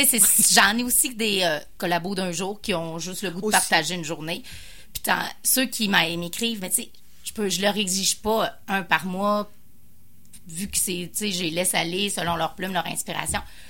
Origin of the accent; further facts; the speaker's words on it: Quebec, Canada; ben moi je viens de Charlevoix, hein, tu fais donc ben simple.